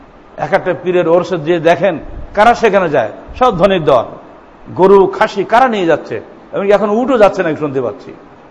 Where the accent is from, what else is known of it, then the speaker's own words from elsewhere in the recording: Bangladesh; যুগ যুগ ধরে আমরা আবহমান কাল ধরে আমরা বাঙালি